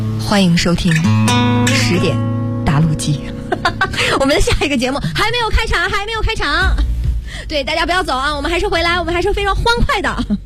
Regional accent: Northeast China, China; 那你作为一个东北人，我的老乡

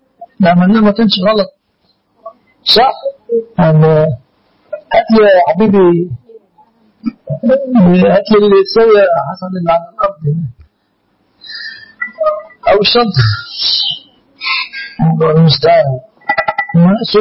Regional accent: Egypt; عندنا في مصر

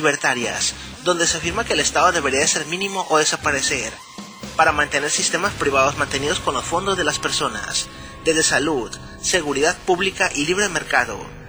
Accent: Mexico; Lo único que deseamos como mexicanos es que se hiciera más seguridad pública

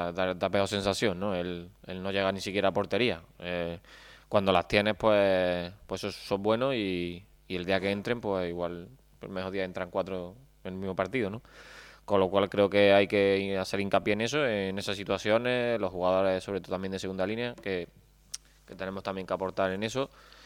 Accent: Elche, Valencian Community, Spain; Y bueno, sí, es mi casa, mi tierra, ¿no?

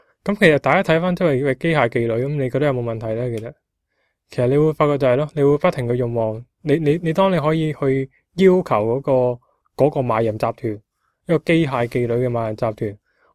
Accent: Guangzhou, Guangdong, China; 我哋广州人，我哋广东人，我哋香港啦，讲广东话嘅话

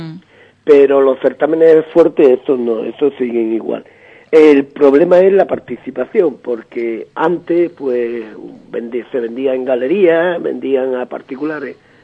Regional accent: Andalusia, Spain; Eso nos dijo el jurado, que los tres somos gaditanos

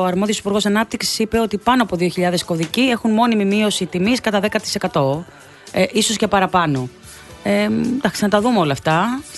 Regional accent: Western Greece, Greece; Και στην Ηλία, να ξέρετε, στον τόπο μου έχει αρκετές κλοπές

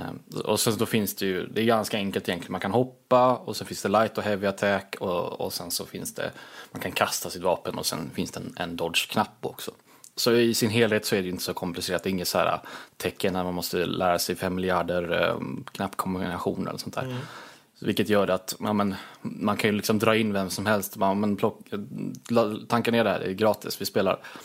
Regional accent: Småland, Sweden; Det är ju svårt med tanke på att jag är väldigt svensk. Ja, är svensk. Smålänning också på ovanpå det.

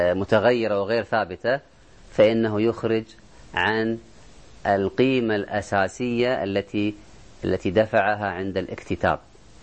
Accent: Kuwait; عندنا في الكويت مثلا سوق يسمى سوق الجت

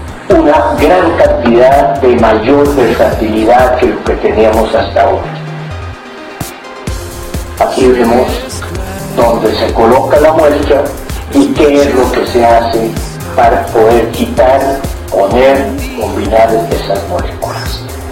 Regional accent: Colombia; nivel que los únicos que no conocemos de esto somos los colombianos

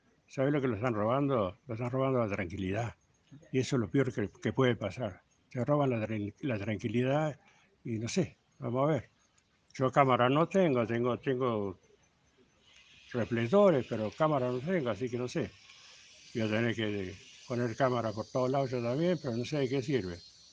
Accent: Tandil, Buenos Aires Province, Argentina; now in Cañuelas, Argentina; vine de Tandil en el año 70, tengo hijos, nietos.

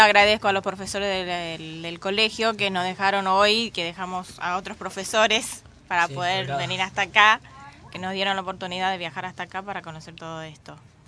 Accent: Paraguay; now in Argentina; yo quiero agregar que yo soy paraguaya. No viví todo esto, pero viví en mi país algo parecido.

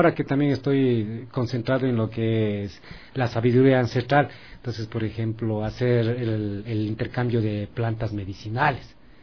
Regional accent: Tumbaco, Pichincha, Ecuador; nosotros somos originarios de acá del cantón Quito, de parte de papá. Somos de Tumbaco, Pifo, en lo que es las comunidades de La Cocha.

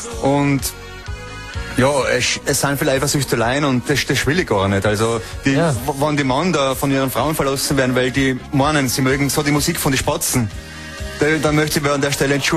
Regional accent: Kastelruth, Trentino-Alto Adige, Italy; Ich bin aufgewachsen in Kastrut und jeder mag Pferde.

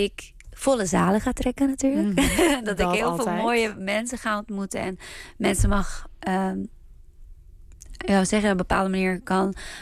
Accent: Israel; En waar ik vandaan kom. En toevallig is het Israël en het Hebreeuws.

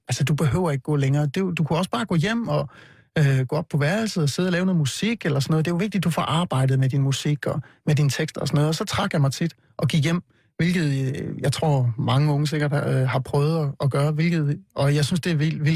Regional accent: Vejle, Region of Southern Denmark, Denmark; Jeg kommer jo fra Vejle, hvor jeg voksede op

